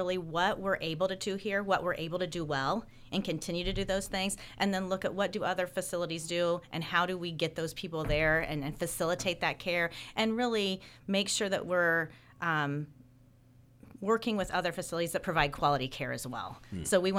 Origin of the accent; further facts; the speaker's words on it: Indiana, United States; now in Miami County, United States; I grew up in northern Cass County.